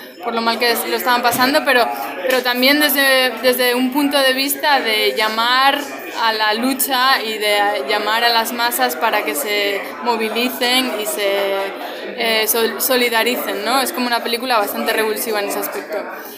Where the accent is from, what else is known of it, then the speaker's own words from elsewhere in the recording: Asturias, Spain; a los que crecimos en Asturias en los 70, en los 80, ¿no? Y bueno, sobre todo a mí, claro, que vengo de la cuenca minera